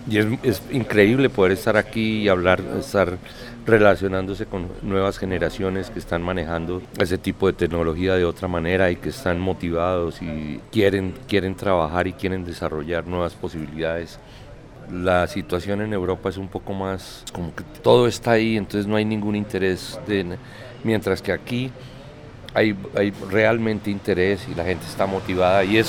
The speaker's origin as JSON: {"language": "Spanish", "country": "Colombia", "moved": "yes", "lives_now": "Netherlands", "said": "soy un artista que trabaja con medios de comunicación, soy colombiano. Estoy trabajando con video desde 1968 y hace 41 años que vivo en Holanda."}